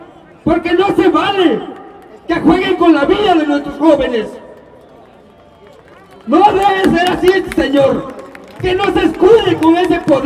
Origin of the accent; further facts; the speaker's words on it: Mexico; Pues como mexicanos que somos, ¿verdad?, merecemos ese respeto primeramente